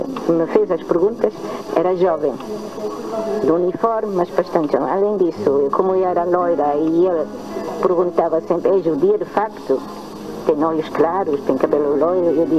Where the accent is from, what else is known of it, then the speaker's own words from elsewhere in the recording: Germany; moved away as an adult; now in Portugal; Eu nasci na Alemanha, numa aldeiazinha com 200 habitantes. Convivi muito com animais, natureza, etc.